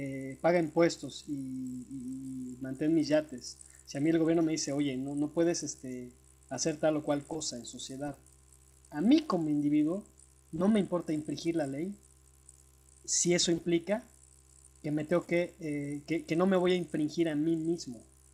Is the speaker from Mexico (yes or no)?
yes; Mexico; Yo creo, como individuo, como mexicano y como especie, como ser humano